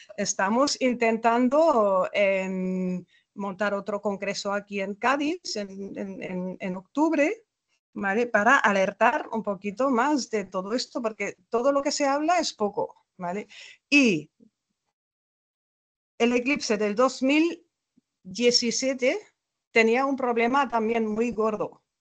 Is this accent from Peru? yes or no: no; Germany; Spanish is a second language; now in Spain; yo soy alemana